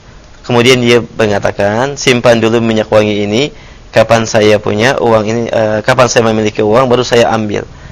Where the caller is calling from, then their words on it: Riau, Indonesia; Saya dari Maini di Riau.